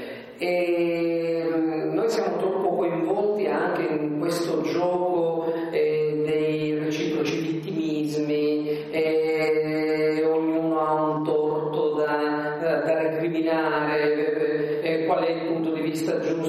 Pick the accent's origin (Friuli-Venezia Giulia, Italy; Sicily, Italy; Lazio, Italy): Sicily, Italy; io sono qui da 20 anni, sono siciliano